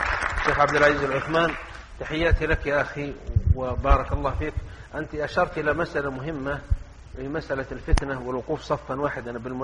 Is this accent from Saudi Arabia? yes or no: yes; south, Saudi Arabia; أنا جيت من الجنوب ومعنا ناس من الشمال وناس من الشرقية وناس من الغربية